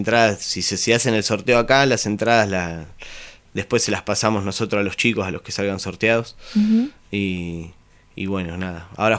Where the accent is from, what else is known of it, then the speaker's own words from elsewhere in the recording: Magdalena, Buenos Aires Province, Argentina; moved away; sí, estoy con unos chicos allá en Magdalena, estamos ensayando, yo soy de allá, vivo acá hace tiempo igual.